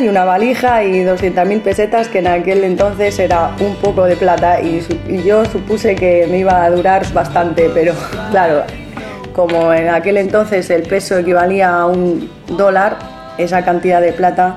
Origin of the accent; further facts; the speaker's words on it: Segovia, Castile and León, Spain; moved away as an adult; now in Buenos Aires, Argentina; Soy española de una región en Castilla que se llama Segovia y vine a Buenos Aires hace 15 años a buscarme la vida como actriz.